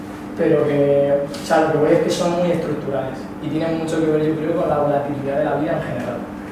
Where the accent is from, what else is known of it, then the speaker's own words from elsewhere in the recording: Madrid, Community of Madrid, Spain; Yo vengo de Madrid